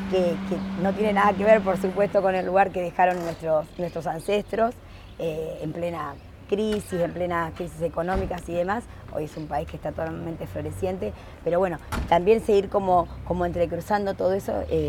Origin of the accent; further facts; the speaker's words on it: Argentina; Nosotros somos argentinos, que muchos tenemos una parte nuestra que tiene una raíz vasca